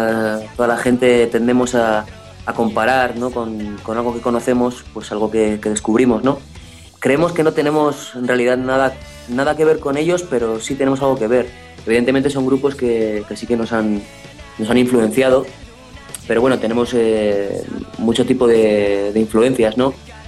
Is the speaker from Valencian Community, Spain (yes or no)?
no; Miranda de Ebro, Castile and León, Spain; No, somos de Miranda de Ebro, somos solo mi hermano y yo.